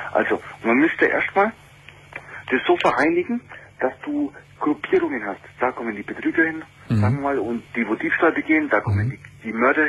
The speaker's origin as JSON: {"language": "German", "town": "Nuremberg", "region": "Bavaria", "country": "Germany", "said": "Domian, ich lebe in Bayern. Du wirst hier in Bayern für alle Scheiße bestraft. Ich komme aus Nürnberg."}